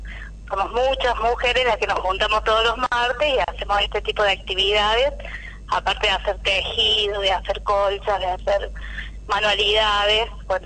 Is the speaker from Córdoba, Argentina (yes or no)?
yes; Córdoba, Argentina; Somos de la zona sur de Córdoba. Sí, son muchos barrios chiquitos: Coronero Olmedo, San Lucas, El Quebracho y varios más. Somos mujeres de esos distintos barrios